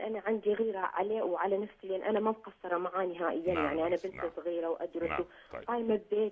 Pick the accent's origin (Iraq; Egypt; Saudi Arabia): Iraq; now in Norway; انا دكتور انا اصلا من العراق. نعم. اعيش في النرويج.